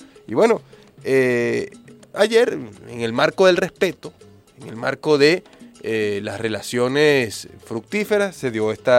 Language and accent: Spanish; Venezuela; nos atañe a nosotros como pueblo venezolano